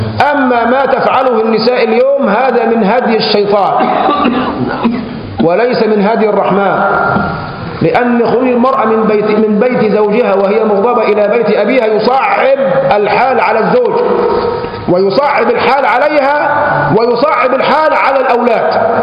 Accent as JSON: {"language": "Arabic", "country": "Egypt", "said": "هو عندنا في مصر بالذات"}